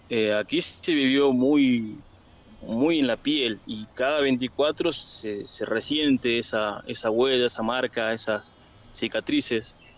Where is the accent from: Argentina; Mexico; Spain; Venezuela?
Argentina; Palpalá, Jujuy; yo sí tengo vecinos, yo soy de Palpalá.